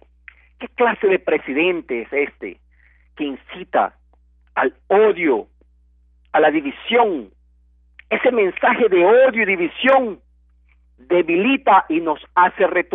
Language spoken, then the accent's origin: Spanish; Ecuador; Los dueños somos todos los ecuatorianos